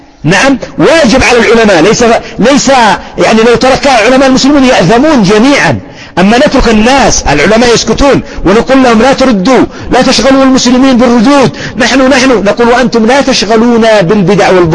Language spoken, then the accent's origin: Arabic; Yemen; لكن مثلا أضرب لك مثال عندنا في اليمن يختلف الحال